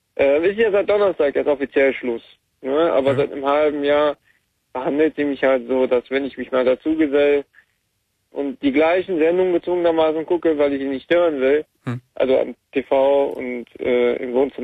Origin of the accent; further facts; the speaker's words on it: Aachen, North Rhine-Westphalia, Germany; also ich bin Aachener, ich bin in Aachen aufgewachsen, ich habe da nach der Ausbildung keinen Job gefunden.